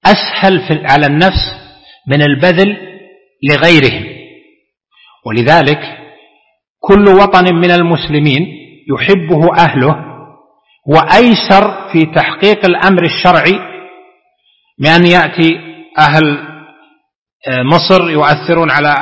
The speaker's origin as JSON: {"language": "Arabic", "country": "Saudi Arabia", "said": "أقوى قوة عندنا في المملكة العربية السعودية"}